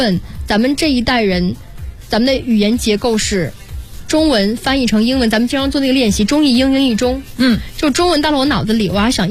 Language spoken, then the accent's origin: Chinese; Jiangsu, China; accent: Jiangsu; 我就会说你们是江苏人吧，然后对方就会被我吓一跳，我说我也是，因为我的口音上听不出